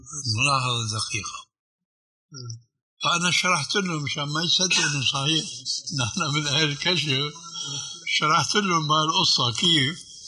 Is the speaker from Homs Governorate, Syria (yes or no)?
no; Damascus, Damascus Governorate, Syria; وكيلة عندنا في دمشق